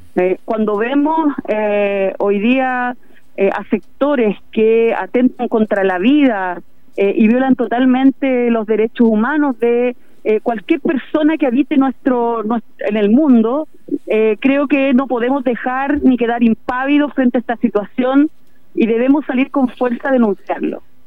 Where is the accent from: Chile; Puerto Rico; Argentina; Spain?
Chile; también como chilenos y chilenas en tiempos de dictadura muchos de nuestros compañeros y compañeras tuvieron que ir a otros países